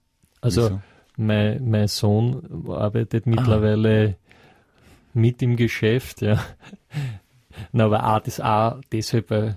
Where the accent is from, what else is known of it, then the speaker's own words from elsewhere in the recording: Vienna, Austria; Also, ich als Wiener, als Österreicher, verstehe dort ja gar nichts.